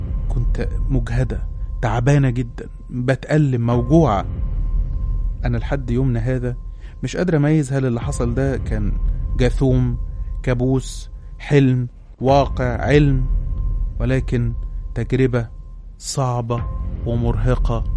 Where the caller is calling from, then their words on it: Alexandria, Alexandria Governorate, Egypt; من سكان اسكندرية.